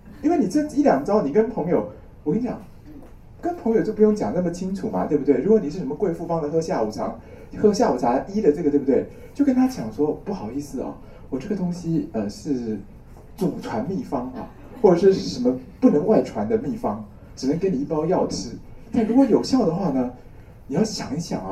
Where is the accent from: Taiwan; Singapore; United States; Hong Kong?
Taiwan; 我觉得我们台湾人哦，不要向大陆人炫富，我们要炫贫。